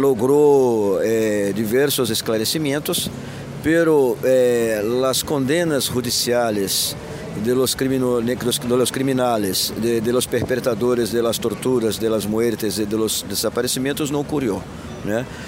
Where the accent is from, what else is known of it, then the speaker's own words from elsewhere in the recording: Brazil; Spanish is a second language; soy de Brasil, de Grupo Tortura Nunca Más de Río de Janeiro. Soy hijo, neto y sobrino de desaparecidos políticos de Brasil.